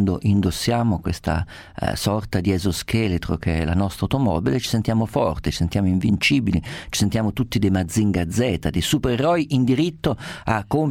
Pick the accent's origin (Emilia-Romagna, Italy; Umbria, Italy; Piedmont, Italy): Umbria, Italy; Perugia; nella mia città d'origine, a Perugia